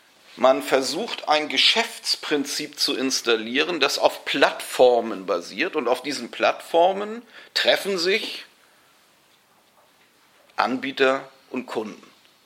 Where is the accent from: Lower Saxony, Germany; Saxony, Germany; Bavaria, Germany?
Bavaria, Germany; Munich; Ich komme aus München. Und da habe ich schon die Taxirufnummern nicht im Kopf.